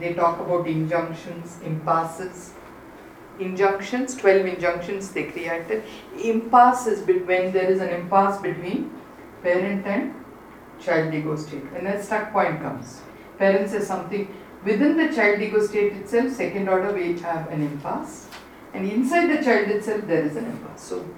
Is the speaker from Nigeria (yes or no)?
no; South India, India; as an Indian and somebody who's born and brought up in South India